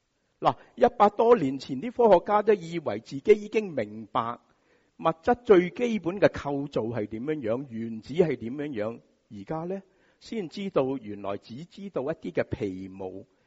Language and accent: Chinese; Hong Kong; 我们香港人